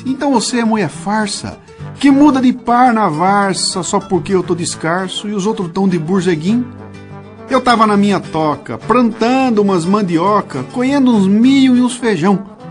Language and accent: Portuguese; Bauru, São Paulo, Brazil; now in São Paulo, Brazil; Quem escuta o meu programa sabe que eu sou caipira. Sou de Bauru, de onde eu saí para a capital em 1975.